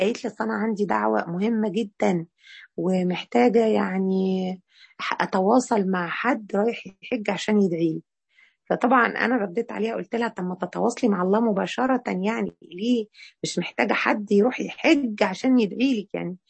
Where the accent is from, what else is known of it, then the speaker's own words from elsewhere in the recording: Egypt; الفطر اللي احنا مصريين يقول لك يجرح صيامه